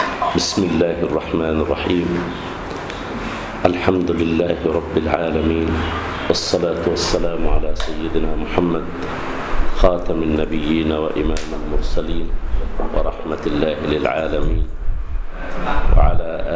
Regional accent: Egypt; والمطبق عندنا في مصر

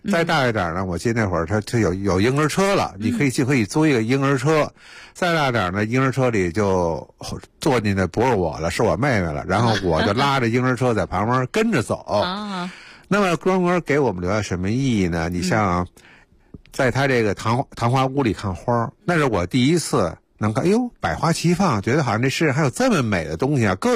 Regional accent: Beijing, China; 所以北海对我们北京人来说那就更熟悉了嘛。

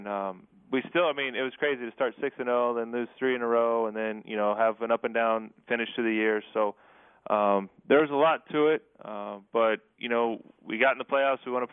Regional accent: Kansas, United States; Yeah, so I grew up in Kansas on a farm, and it was a lot of hard work.

